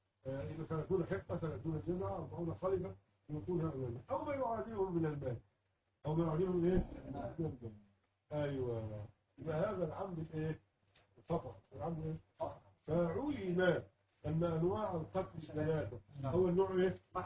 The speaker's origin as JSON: {"language": "Arabic", "country": "Egypt", "said": "العيال بيلعبوا عندنا في مصر"}